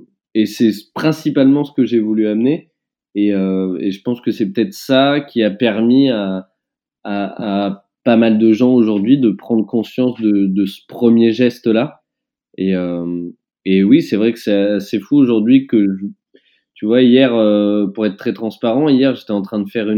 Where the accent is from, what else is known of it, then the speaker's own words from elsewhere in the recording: Roanne, Auvergne-Rhône-Alpes, France; born there; j'étais parti marcher entre ma ville natale, Roanne, et Lyon.